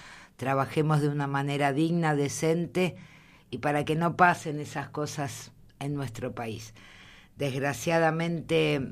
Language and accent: Spanish; Argentina; es para todos nosotros como argentinos o vecinos de nuestro país triste